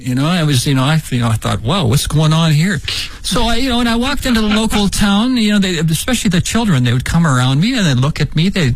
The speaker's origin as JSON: {"language": "English", "region": "Shanxi", "country": "China", "lives_now": "Beijing, China", "said": "When we came here from Shanxi province. Oh, yeah. Oh. Well, where we lived in Shanxi province, Yeah, there was very few vehicles"}